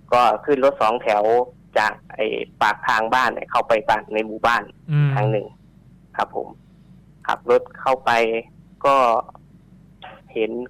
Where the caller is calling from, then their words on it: Udon Thani, Thailand; จังหวัดอุดรครับ